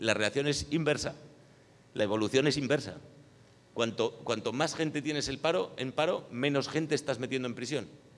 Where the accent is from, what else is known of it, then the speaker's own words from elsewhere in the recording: Catalonia, Spain; Voy a empezar diciendo que soy catalán